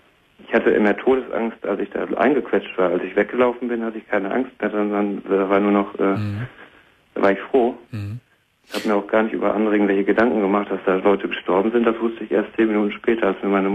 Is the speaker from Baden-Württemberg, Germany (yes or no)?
no; Warstein, North Rhine-Westphalia, Germany; Ich komme aus Warstein, also im NRW.